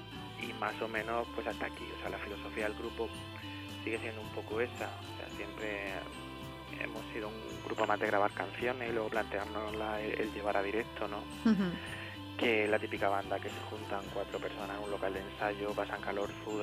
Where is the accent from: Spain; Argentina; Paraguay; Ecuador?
Spain; Murcia, Region of Murcia; nosotros que somos de Murcia, igual en Vigo no nos conocen